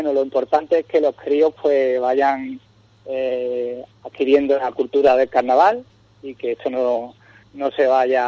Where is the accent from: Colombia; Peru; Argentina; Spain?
Spain; Cádiz, Andalusia; yo me siento carnavalero, gaditano y demás, en mi primer año aquí